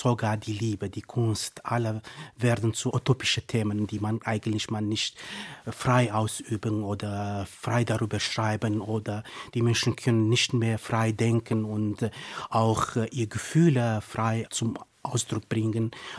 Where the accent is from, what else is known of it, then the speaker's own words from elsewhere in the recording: Iraq; German is a second language; ich bin ein Autor aus dem Irak. Ich bin ein Kurde und die Kurden leben im Nord vom Irak